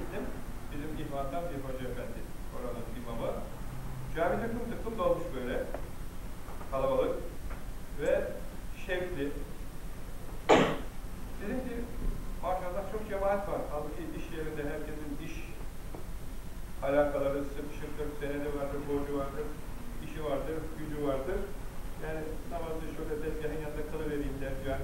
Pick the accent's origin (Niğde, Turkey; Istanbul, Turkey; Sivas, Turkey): Istanbul, Turkey; also born or lived in Ayvacık, Çanakkale; Çanakkale'liyim. Çanakkale'nin Ayvacık kazasının bir köyündeydim. İstanbul'da yetiştim.